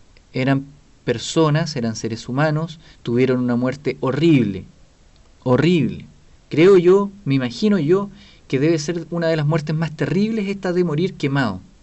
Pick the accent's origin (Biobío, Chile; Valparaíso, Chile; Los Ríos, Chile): Biobío, Chile; Talcahuano; Y nosotros somos de Talcahuano.